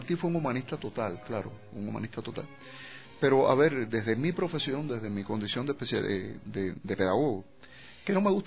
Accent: Cuba; Nosotros como cubanos, y realmente es uno de los grandes orgullos

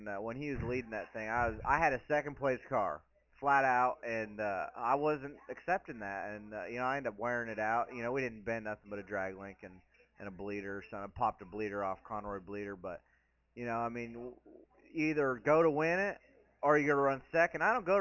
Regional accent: California, United States

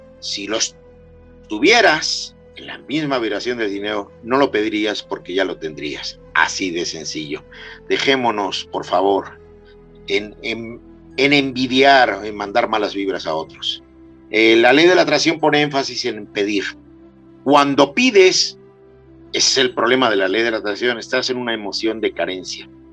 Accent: Mexico; Como latinos, como mexicanos, somos muy dados a criticar y criticamos

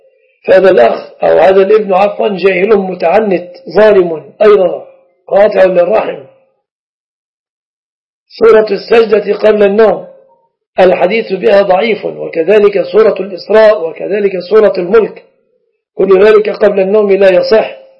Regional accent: Egypt; أما في التقييد الكلي فالشبكة في بلادنا مصر من الصداق

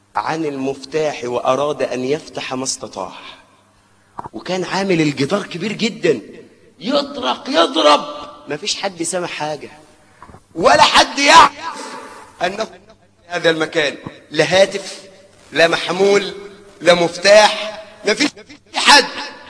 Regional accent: Suez, Suez Governorate, Egypt; عندنا في السويس في ميناء الأدبية

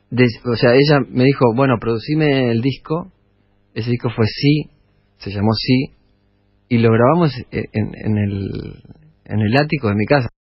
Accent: Entre Ríos, Argentina; born or raised there; also born or lived in Rosario

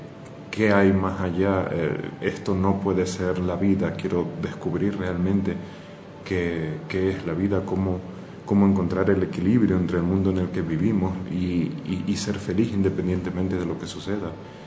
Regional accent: Spain; born there; soy de nacionalidad española, nací en España

